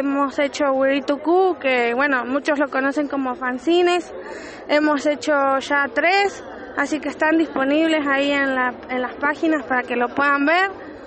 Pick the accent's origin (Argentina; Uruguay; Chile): Argentina; Bariloche, Río Negro; vengo de Bariloche, de Furilovche allá.